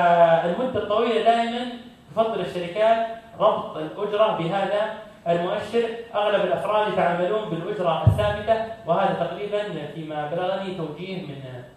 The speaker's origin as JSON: {"language": "Arabic", "country": "Saudi Arabia", "said": "مثلا عندنا في السعودية"}